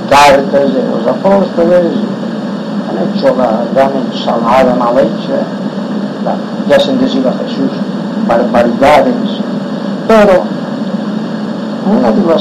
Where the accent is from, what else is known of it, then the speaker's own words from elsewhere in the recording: Inca, Balearic Islands, Spain; born there; soy un mallorquín, nacido en Inca … descendiente de los primeros israelitas que llegaron a Mallorca